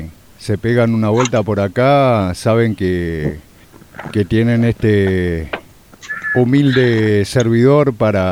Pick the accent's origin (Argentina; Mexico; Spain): Argentina; Colón, Entre Ríos; born there; yo te comentaba que soy nacido en Entre Ríos y me falta conocer Corrientes, Misiones, Formosa, Chaco